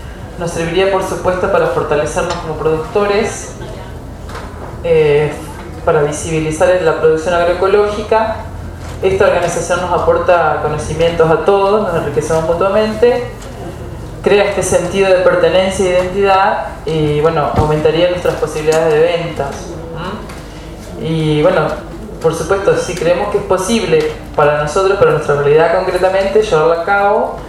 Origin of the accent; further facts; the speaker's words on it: Santa Fe, Argentina; Nosotros somos de Santa Fe, la Casa de Semillas del Litoral.